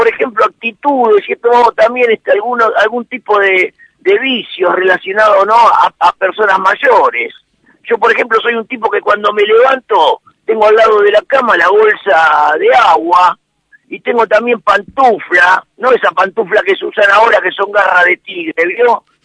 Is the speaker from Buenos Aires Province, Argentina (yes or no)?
yes; González Catán, Buenos Aires Province, Argentina; born there; yo soy nacido en González Catán, querido. Pero sí, criado por abuelos